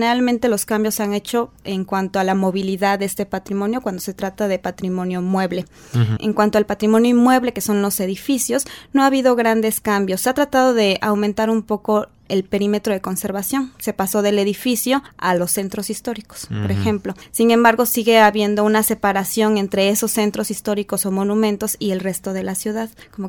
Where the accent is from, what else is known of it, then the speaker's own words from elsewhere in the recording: Puebla, Mexico; soy poblana.